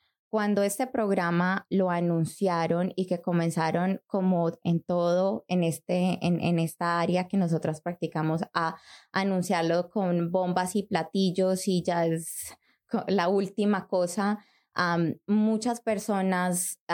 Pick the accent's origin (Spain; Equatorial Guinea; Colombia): Colombia; yo soy colombiana.